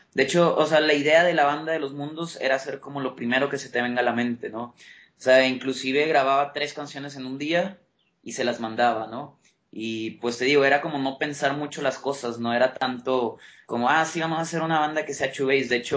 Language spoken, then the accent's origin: Spanish; Monterrey, Nuevo León, Mexico; now in Mexico City, Mexico; yo soy de Monterrey, pero vivo en el DF.